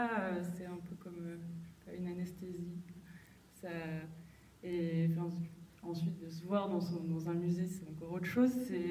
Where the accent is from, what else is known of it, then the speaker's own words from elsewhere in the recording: Belfort, Bourgogne-Franche-Comté, France; vu que je viens de Belfort, je suis souvent allée à Bâle.